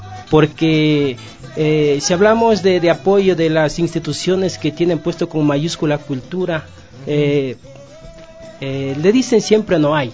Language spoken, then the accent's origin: Spanish; Carpuela, Imbabura, Ecuador; yo soy de Imbabura, Valle del Chota, Carpuela. Ese es mi pueblo.